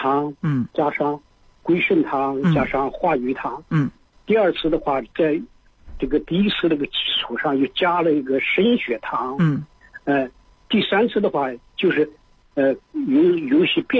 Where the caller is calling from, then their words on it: Zhengzhou, Henan, China; 我是郑州的，河南郑州。